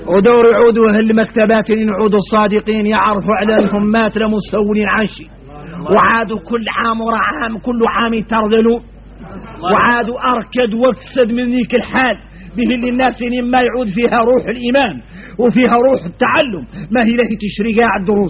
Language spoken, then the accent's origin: Arabic; Mauritania; نحن موريتاني